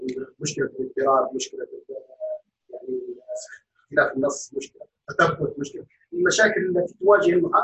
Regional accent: Libya; أنا من ليبيا.

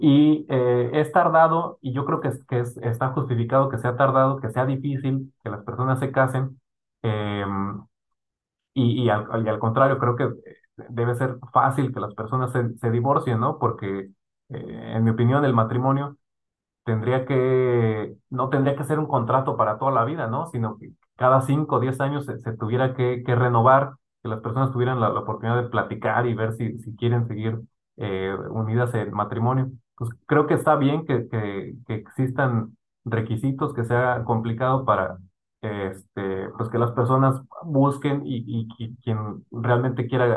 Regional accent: Mexico; Entonces yo cuando leo esto, pienso en mi país. Es algo que yo quisiera para México, ¿no?

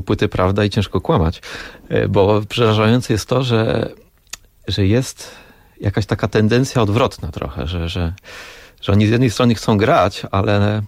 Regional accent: Łódź, Łódź Voivodeship, Poland; Urodziłem się w Łodzi, mieszkam w Łodzi i tam też pozostałem.

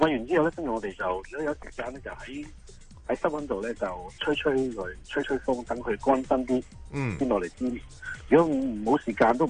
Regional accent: China; 其实我咧就因为我身份有啲奇怪嘅，咁虽然我系越南华侨，但系。我喺內地住嘅嗰個地方咧，係客家嘅地方嚟嘅。

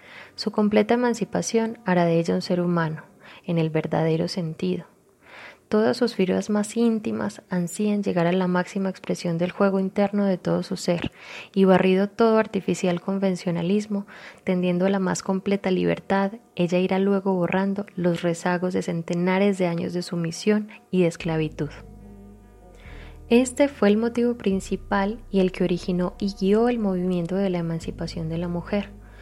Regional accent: Colombia; moved away as an adult; now in Mexico; soy colombiana, radico en México hace aproximadamente 5 años.

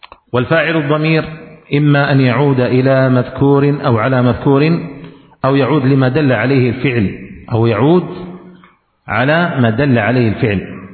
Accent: Yemen; لكن عندنا في اليمن يقولون في الإعراب

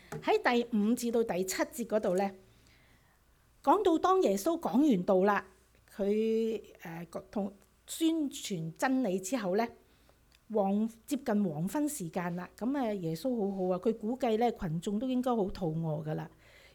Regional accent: China; 猶太人同我哋中國人差唔多嘅

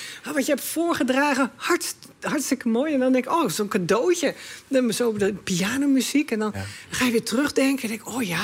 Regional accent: Goes, Zeeland, Netherlands; moved away; helaas verhuisde ik toen van Goes, ik kom uit Zeeland, naar Scherpenzeel.

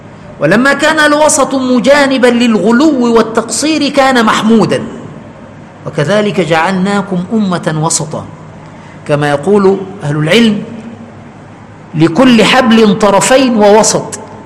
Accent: Egypt; عندنا كمصريين

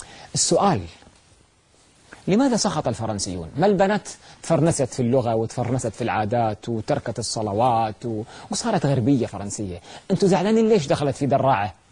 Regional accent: Kuwait; وصلت عندنا في الكويت بعد الأردن والقدس والبحرين

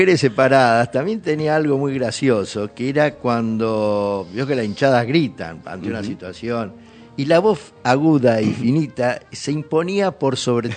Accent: Pergamino, Buenos Aires Province, Argentina; Pero Paola Suárez, de Pergamino, de donde soy yo también.

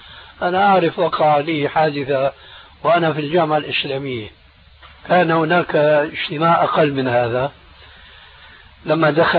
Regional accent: Syria; يقولون عندنا في سوريا عزيز بدون قيام

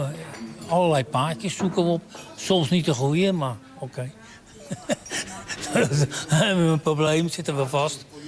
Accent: Vlaardingen, South Holland, Netherlands; Het is ik kom van Vlaardingen vandaan. Dus het is voor mij nog steeds vakantie.

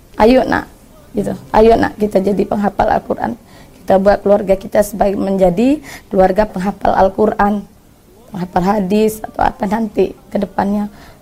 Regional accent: Jambi, Indonesia; asal dari Kota Jambi. Saya lahir 19 Desember 1979.

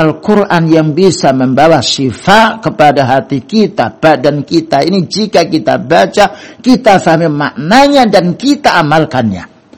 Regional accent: Java, Indonesia; Karena kita ini bukan orang Arab, wong Jawa, bahasa Indonesia.

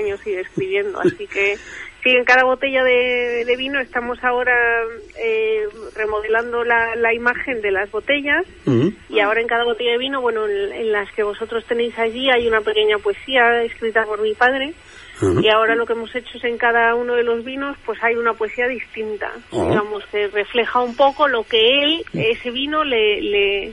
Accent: Mexico; now in Spain; yo nací en México, yo me crié en México

